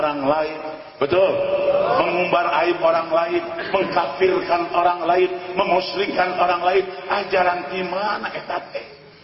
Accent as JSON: {"language": "Indonesian", "town": "Purwakarta", "region": "West Java", "country": "Indonesia", "said": "Saya bukan tidak tahu, saya dari Purwakarta."}